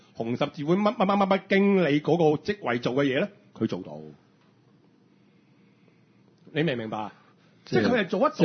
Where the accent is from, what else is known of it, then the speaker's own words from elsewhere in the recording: Hong Kong; 其實我哋香港人咧好驚俾我哋電話號碼俾人知